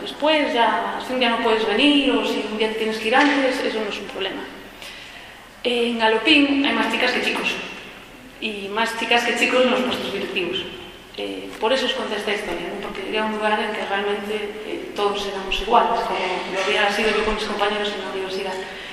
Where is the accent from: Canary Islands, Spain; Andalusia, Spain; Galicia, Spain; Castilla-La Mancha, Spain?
Galicia, Spain; moved away; Porque quería sentarme en algún lugar y tener una familia, volví para España y para Galicia, que era mi tierra.